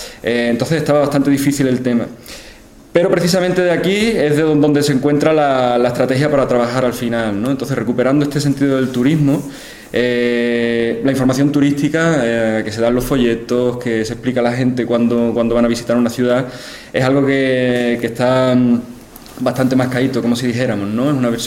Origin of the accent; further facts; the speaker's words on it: Cádiz, Andalusia, Spain; he estado trabajando bastante en Cádiz, que es de donde vengo